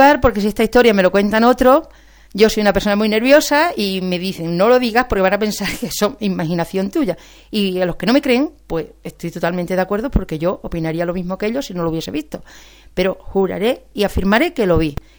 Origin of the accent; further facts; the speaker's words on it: Gata, Extremadura, Spain; Trabajo fuera de Gata, soy de Gata, pero estoy fuera trabajando en la provincia de Gerona.